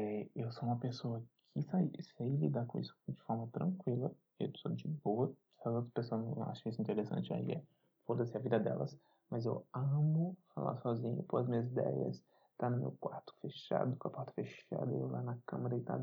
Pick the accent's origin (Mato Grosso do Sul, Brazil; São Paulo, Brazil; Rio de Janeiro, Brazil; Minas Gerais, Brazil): Minas Gerais, Brazil; Belo Horizonte; eu tenho 27 anos, sou de Belo Horizonte.